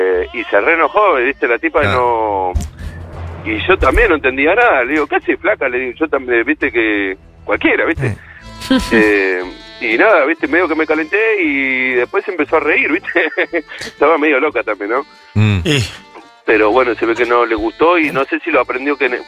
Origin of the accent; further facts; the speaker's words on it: Buenos Aires, Argentina; De Villa del Parque.